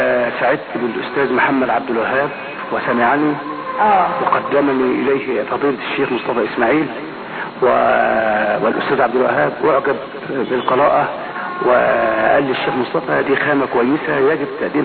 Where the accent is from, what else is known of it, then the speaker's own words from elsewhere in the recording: Dakahlia, Egypt; من منية محل الزمن تقهلي مركز المنصورة